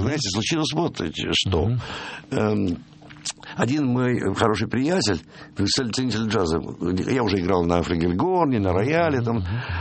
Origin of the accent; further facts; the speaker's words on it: Saint Petersburg, Russia; я петербуржец, само собой